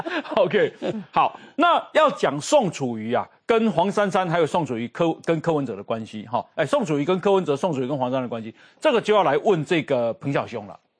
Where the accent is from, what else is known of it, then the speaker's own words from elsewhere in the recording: Chiayi, Taiwan; 我是嘉义人嘛